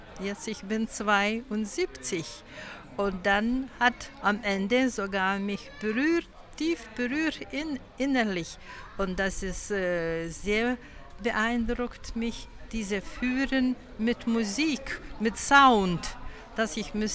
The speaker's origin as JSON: {"language": "German", "country": "Lithuania", "second_language": "German", "lives_now": "Germany", "said": "Nee, ich hatte keine Möglichkeiten, weil ich komme aus Litauen."}